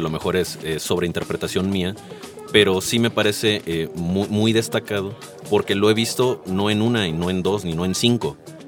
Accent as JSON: {"language": "Spanish", "town": "Villahermosa", "region": "Tabasco", "country": "Mexico", "tie": "born or raised there", "said": "en mi pueblo, en Villahermosa, Tabasco, donde no existe una librería como tal"}